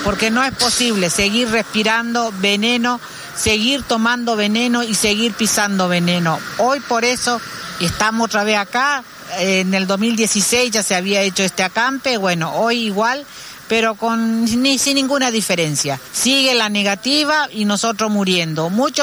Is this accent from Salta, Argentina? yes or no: no; Virrey del Pino, Buenos Aires Province, Argentina; nosotros somos matanceros, somos vecinos de Virrey del Pino y estamos padeciendo la contaminación de una multinacional como Parex Claucol o Sika Claucol